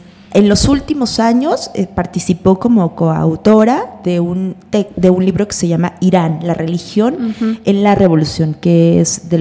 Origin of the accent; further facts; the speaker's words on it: Mexico; Si hoy en día somos los mexicanos y los latinoamericanos profundamente moralistas